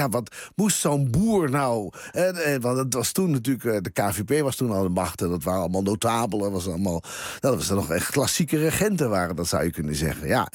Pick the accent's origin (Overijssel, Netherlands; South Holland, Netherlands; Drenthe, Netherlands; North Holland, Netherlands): Drenthe, Netherlands; Ik ben zelfs ben ik geboren en getogen in Drenthe.